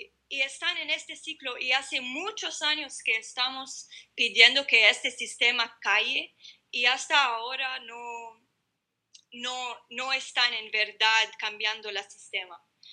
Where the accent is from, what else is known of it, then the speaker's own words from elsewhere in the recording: North Governorate, Lebanon; hacen chistes sobre nuestra cultura, nuestro acento, porque es diferente en el norte